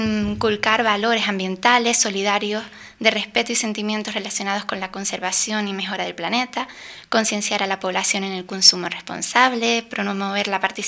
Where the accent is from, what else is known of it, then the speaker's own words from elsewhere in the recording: Canary Islands, Spain; Y sobre todo en unas islas como las Canarias, en donde la economía se sustenta principalmente en el turismo. En mi opinión, los turistas vienen buscando nuestro clima, nuestros paisajes y ecosistemas tremendamente diversos y ricos